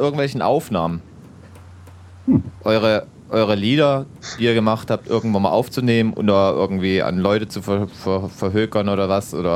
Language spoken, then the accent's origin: German; West Germany, Germany; Also das wäre halt als Westdeutscher war das halt irgendwie immer ganz komisch